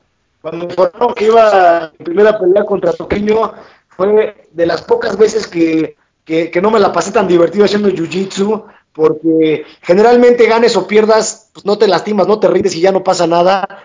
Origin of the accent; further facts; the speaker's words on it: Mexico; para que todos los mexicanos nos apoyemos y que sigamos creciendo el deporte en México